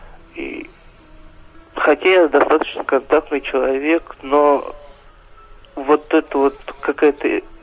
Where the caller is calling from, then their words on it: Nizhnekamsk, Tatarstan, Russia; Это город Нижнекамск, Республика Татарстан.